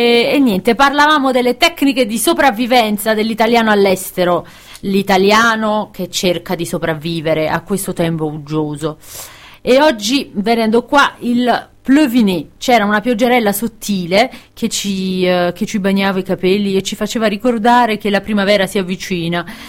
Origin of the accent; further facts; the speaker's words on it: Caserta, Campania, Italy; born there; è venuta a Caserta, la mia città natale